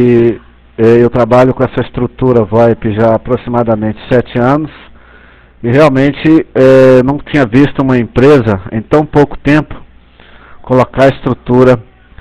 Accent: Belo Horizonte, Minas Gerais, Brazil; sou aqui de Belo Horizonte.

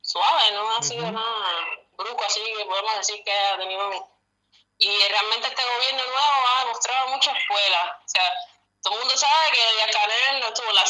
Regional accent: Cuba; also born or lived in Norway; En realidad yo nací en Noruega, pero no soy noruega porque no, por nacer en Noruega no eres noruega. A mí me inscribieron al consulado cubano y vinimos para acá antes de cumplir el año. Y bueno, he vivido aquí toda mi vida, yo no soy de otro lado.

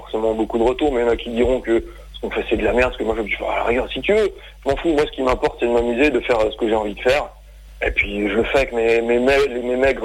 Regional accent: Colmar, Grand Est, France; je suis de Colmar, il y avait une émission de radio à Colmar

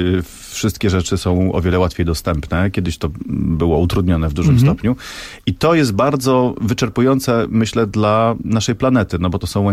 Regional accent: Lublin Voivodeship, Poland; Ja jestem z Lubelszczyzny. Tam są wąwozy. Tam kiedyś był lodowiec.

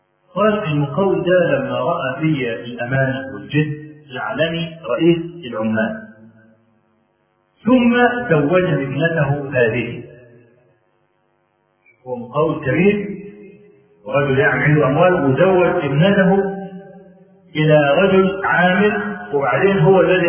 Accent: Egypt; نعرف رجلا من أعيان الجيد عندنا في مصر

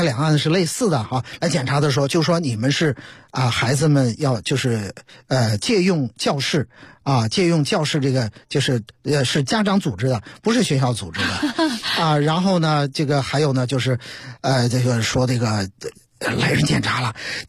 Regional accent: China; 我们作为中国人带有中国人身上那些该有的东西

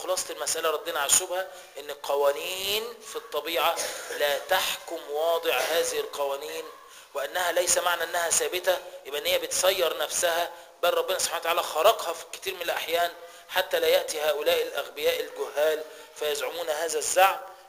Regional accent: Egypt; خلينا نتكلم على اللي عندنا في مصر

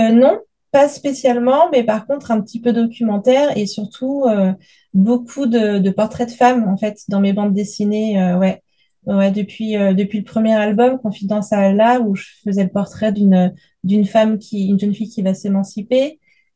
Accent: Lyon, Auvergne-Rhône-Alpes, France; je viens de Lyon en France.

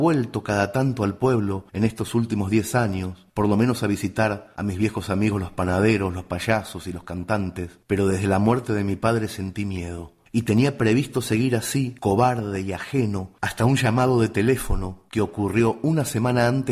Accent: Mercedes, Soriano, Uruguay; Mercedes votó al revés que el resto del país. Pero esta vez fue una buena noticia. El flamante alcalde de mi pueblo, allá los alcaldes se llaman intendentes

